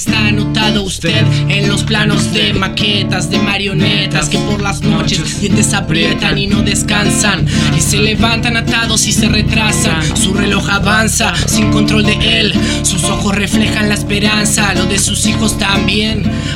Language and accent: Spanish; Mar del Plata, Buenos Aires Province, Argentina; nosotros somos de Mar del Plata